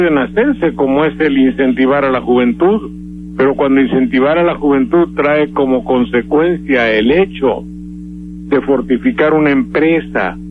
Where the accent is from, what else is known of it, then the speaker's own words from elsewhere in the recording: Veracruz, Mexico; yo soy veracruzano y estoy normal, y no soy nada educado.